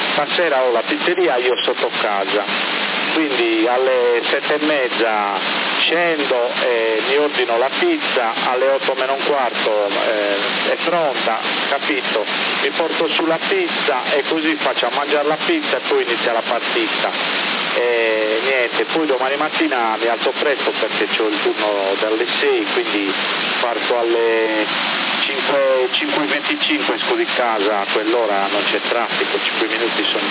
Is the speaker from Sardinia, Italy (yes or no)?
yes; Sardinia, Italy; io da sardo un po' di cuore per il Cagliari ce l'ho